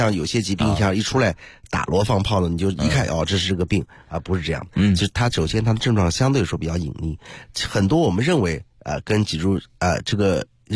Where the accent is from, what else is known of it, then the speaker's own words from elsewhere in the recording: China; 因为我们中国人的饮食，东方人的饮食吧，普遍的还是缺钙的。